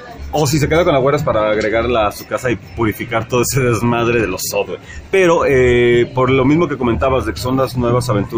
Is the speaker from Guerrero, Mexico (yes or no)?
no; Texcoco, State of Mexico, Mexico; Porque somos de Texcoco.